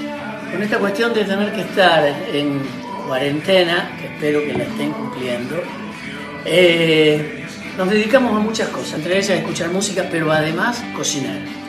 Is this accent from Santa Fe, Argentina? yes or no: yes; Rosario, Santa Fe, Argentina; rosarino, cantante.